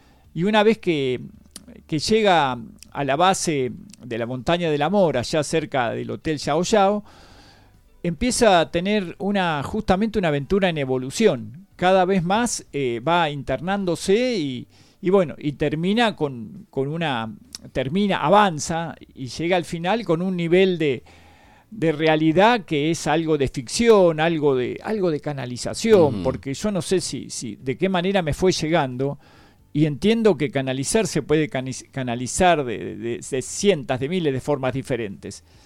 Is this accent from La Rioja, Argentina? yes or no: no; Mar del Plata, Buenos Aires Province, Argentina; also born or lived in Bahía Blanca; Venía de hacer toda mi escuela primaria, secundaria en Mar del Plata. Uh-huh. Nací en Bahía Blanca, viajé mucho por afuera también. Soy como nómade.